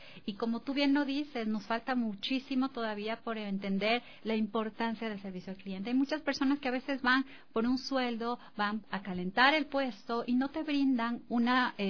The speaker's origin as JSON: {"language": "Spanish", "country": "Ecuador", "said": "nosotros mismos ecuatorianos y desde acá? Nosotros somos un país turístico"}